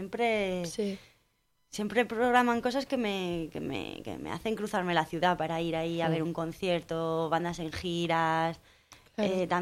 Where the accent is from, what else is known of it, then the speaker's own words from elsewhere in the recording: Toledo, Castilla-La Mancha, Spain; nosotras venimos de Toledo y llegar allí es descubrirlo todo, porque hay un montón de gente y se mueven mucho más las cosas.